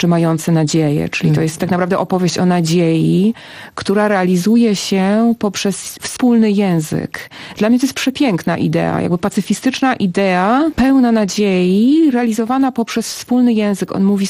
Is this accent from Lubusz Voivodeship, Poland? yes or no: no; Masovian Voivodeship, Poland; Tak, ja się urodziłam w Warszawie, wychowałam się na Mazowszu, ale wychowałam się pod Warszawą, dokładnie w miejscu, gdzie Bóg zbiega się z Narwią.